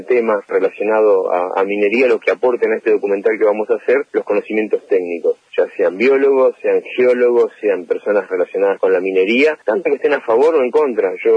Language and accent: Spanish; Argentina; Lo que destaca a nosotros como pueblo, como sociedad argentina